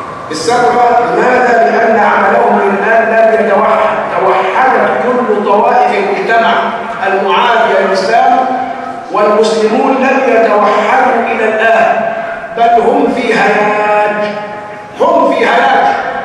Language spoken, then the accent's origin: Arabic; Egypt; السلبية القاتلة موجودة فينا كمصريين